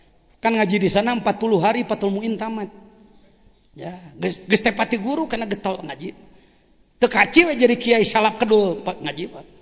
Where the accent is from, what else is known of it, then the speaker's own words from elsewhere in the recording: Sukabumi, West Java, Indonesia; Nah, saya dari Sukabumi